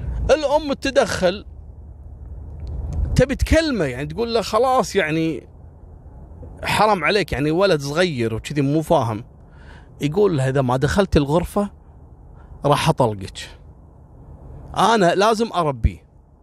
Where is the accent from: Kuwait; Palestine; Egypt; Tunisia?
Kuwait; إحنا عندنا في الكويت